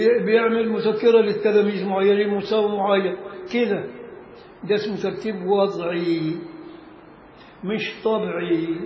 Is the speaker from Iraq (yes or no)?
no; Egypt; عارف والله المصري شعب ذكي، مش عشان أنا مصري.